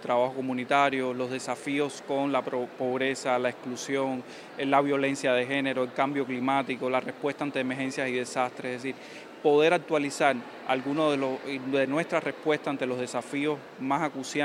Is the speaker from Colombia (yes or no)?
no; Cuba; todo lo que hoy nos preocupa como cubanas, como cubanos